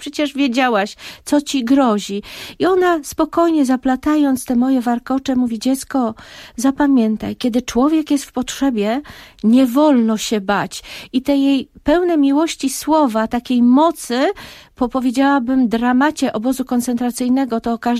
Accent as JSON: {"language": "Polish", "town": "Skrzynka", "region": "West Pomeranian Voivodeship", "country": "Poland", "said": "moja miejscowość rodzinna to jest Skrzynka w województwie zachodniopomorskim, tak się ta miejscowość nazywa, zawsze żartobliwie mówię, że ja jestem ze Skrzynki."}